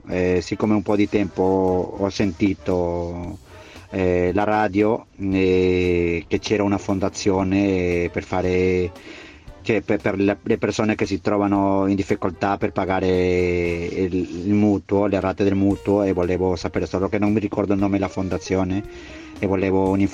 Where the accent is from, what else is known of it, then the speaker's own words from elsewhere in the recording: Peru; now in Italy; Sono peruviano, vivo in Italia da 29 anni e sono sposato con 4 figli.